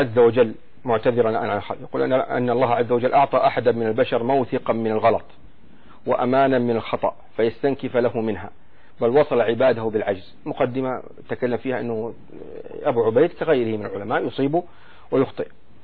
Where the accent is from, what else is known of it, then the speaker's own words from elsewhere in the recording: Saudi Arabia; نحن عندنا في السعودية